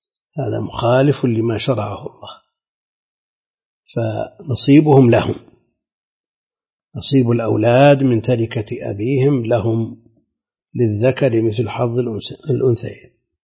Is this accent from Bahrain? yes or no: no; Najd, Saudi Arabia; هذا هو الموجود المتعارف عليه عندنا في نجد، هذا هو المعروف عندنا